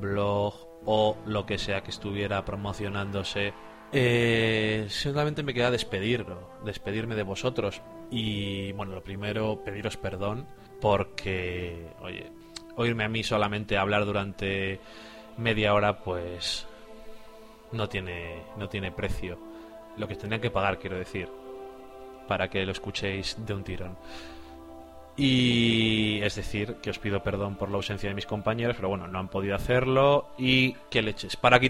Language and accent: Spanish; Burgos, Castile and León, Spain; Que nací y crecí en Burgos y ahí hace falta ser muy duro para sobrevivir.